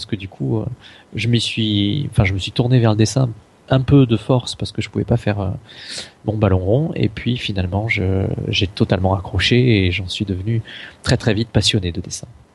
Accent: Marseille, Provence-Alpes-Côte d'Azur, France; born there; Je suis né à Marseille, donc évidemment je suis un grand fan de l'OM.

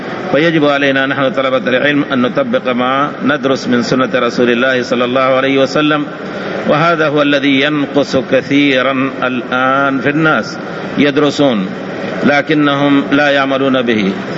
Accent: India; وأنا من أبناء الهند بفضل الله تعالى، ودرست والحمد لله من أبناء أهل الحديث بفضل الله تعالى، درست السنة في مدارس السنة

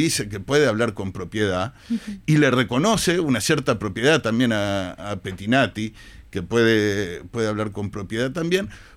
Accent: Uruguay; como uruguayo, judío, militante de izquierda

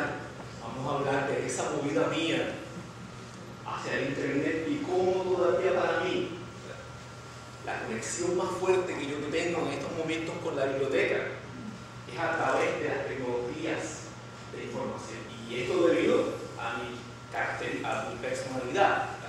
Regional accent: Lares, Puerto Rico; en uno de estos periódicos de mi pueblo, yo estoy de Lares, un maestro se le ocurrió sacar una noticia sobre los libros que yo había leído

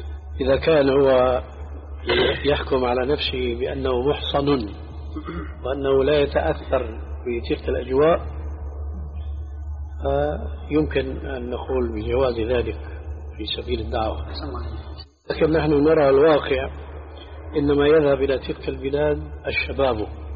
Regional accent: Levant, Syria; كما يقولون عندنا بالشام خليط مليط

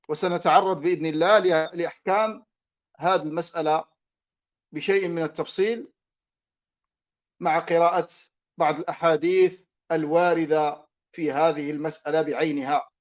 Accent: Morocco; إنها لفرصة طيبة أن ألتقي بإخواني في بلدي المغرب

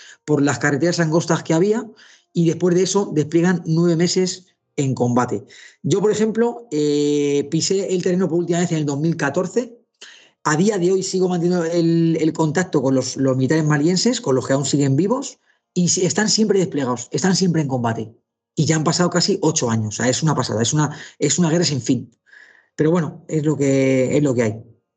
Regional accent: Spain; Así somos los españoles.

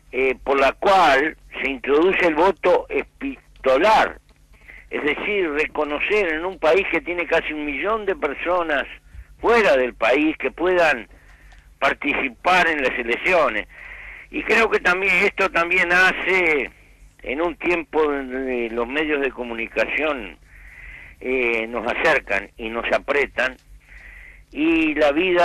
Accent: Uruguay; como uruguayo, actor en política

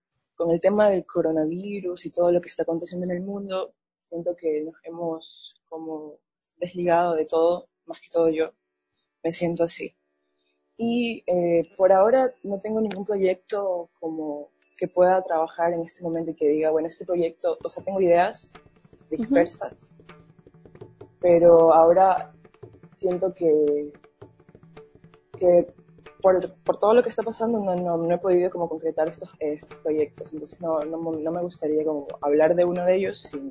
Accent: Esmeraldas, Ecuador; Yo soy de Esmeraldas, soy de la ciudad de Esmeraldas, nací en un... O sea, prácticamente me crié en Esmeraldas, en la ciudad de Esmeraldas, pero soy en realidad de Limones, es un pueblo... esmeraldeños, que está a la frontera de Colombia, se podría decir.

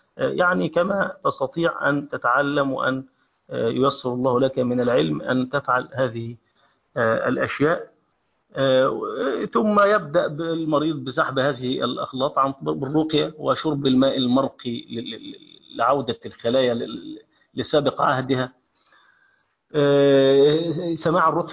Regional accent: Egypt; عندنا في مصر عليها الناس دي ملبوسة عليها الناس

